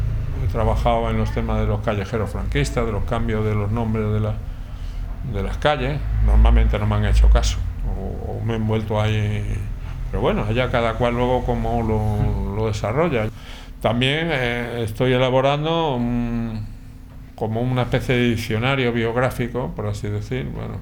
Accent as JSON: {"language": "Spanish", "town": "Plasencia", "region": "Extremadura", "country": "Spain", "lives_now": "Madrid, Spain", "said": "Sí, yo soy de Plasencia."}